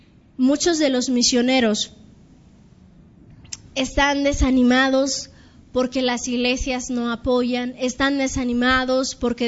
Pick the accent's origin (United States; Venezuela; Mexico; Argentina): Mexico; Está habiendo mucho problema en la actualidad para nosotros como misioneros mexicanos.